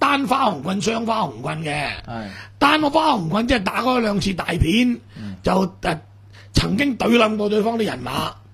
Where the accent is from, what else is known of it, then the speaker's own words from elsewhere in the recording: Hong Kong; 佢加個和字，即係表示我哋香港人。